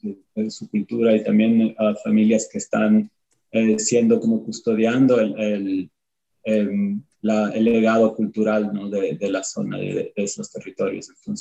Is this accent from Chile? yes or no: no; Ecuador; also born or lived in United States; nosotros sobre todo hemos estado más que todo activos durante estos últimos 8 años en los Estados Unidos y ahora justamente estamos empezando a regresar porque los dos somos ecuatorianos.